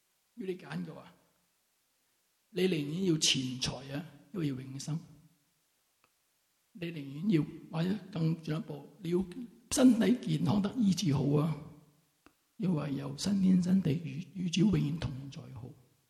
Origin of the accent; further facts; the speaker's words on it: Wong Tai Sin, Kowloon, Hong Kong; 因为我是在黄大仙出生，黄大仙成长，黄大仙庙后面就是我出世的地方